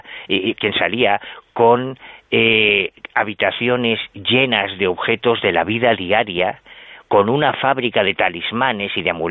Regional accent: Galicia, Spain; Es que yo soy gallego practicante.

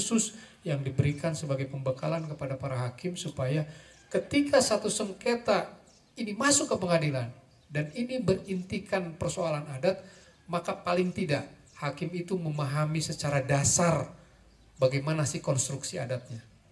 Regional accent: Java, Indonesia; Saya ketika di Aceh pun orang kaget, saya orang Jawa.

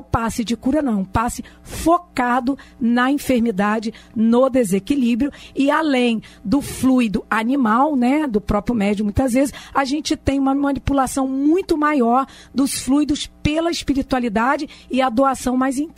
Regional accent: Campos dos Goytacazes, Rio de Janeiro, Brazil; quando eu era criança, eu sou do interior de Campos dos Goytacazes

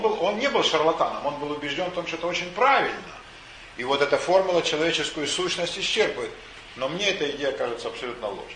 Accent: Ukraine; Меня окружали в детстве Оксаны, на Украине их было много.

